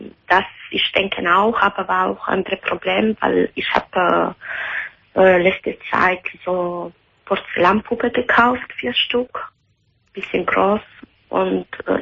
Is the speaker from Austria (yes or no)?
no; Italy; German is a second language; Ich bin Italienerin.